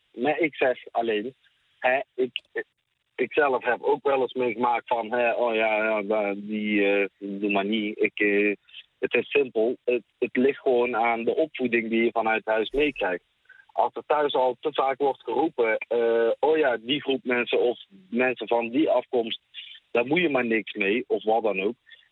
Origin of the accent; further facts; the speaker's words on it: Tilburg, North Brabant, Netherlands; Ja, ik ben in Nederland geboren, ik ben zelf Tilburger.